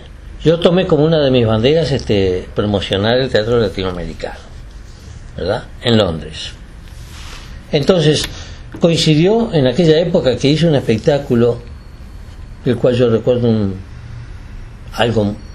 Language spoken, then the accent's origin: Spanish; Uruguay; moved away; Yo me fui del Uruguay, no por razones políticas, aunque yo tenía mis convicciones políticas muy claras y muy acentuadas.